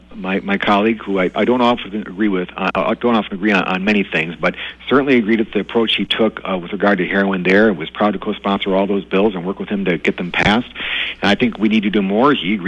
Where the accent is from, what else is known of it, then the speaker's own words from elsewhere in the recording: Waukesha, Wisconsin, United States; I was born and raised in Waukesha with a Democratic mom and a Republican dad, and I grew up in an area where it was definitely 50-50, probably leaning Republican.